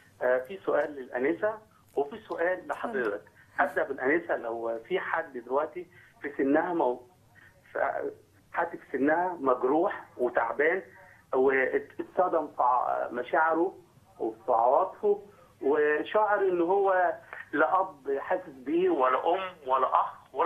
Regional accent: Egypt; هل انا كمصري مسيحي

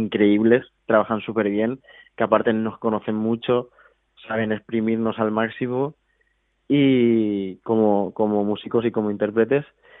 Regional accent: Valencia, Valencian Community, Spain; somos de Valencia. Nosotros tenemos dos idiomas, entonces entre nosotros hablamos los dos.

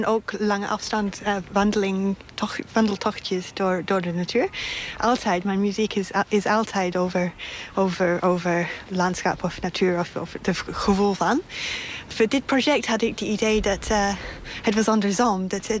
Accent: Australia; Ik ben begonnen met lange afstand route eigenlijk toen ik jong was in Australië.

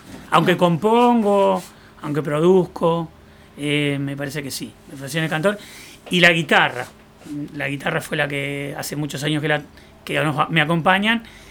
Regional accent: Salto, Uruguay; Yo tengo familia de cantores en mi pueblo Salto, de Uruguay.

